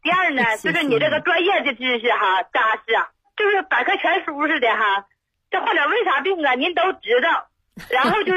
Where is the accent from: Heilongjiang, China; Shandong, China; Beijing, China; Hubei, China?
Heilongjiang, China; Suihua; 我是黑龙江绥化的。